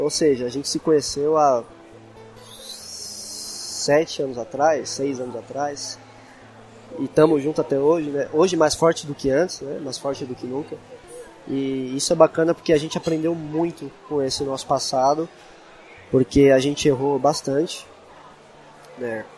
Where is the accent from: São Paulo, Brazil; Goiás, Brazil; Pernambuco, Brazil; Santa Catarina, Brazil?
São Paulo, Brazil; a gente é da Zona Leste de São Paulo